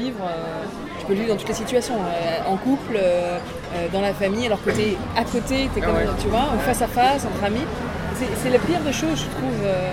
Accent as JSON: {"language": "French", "region": "Réunion", "country": "France", "tie": "born or raised there", "also_born_or_lived": "Lorraine", "said": "Moi, je suis née en Lorraine. Après, j'ai grandi à l'île de la Réunion et je suis venue à Paris."}